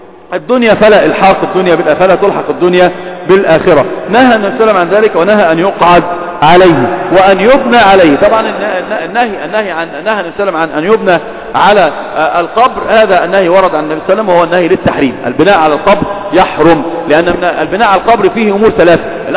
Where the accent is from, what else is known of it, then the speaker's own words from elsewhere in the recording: Egypt; إحنا عندنا في مصر المقابر الآن أصبحت بيوتات للناس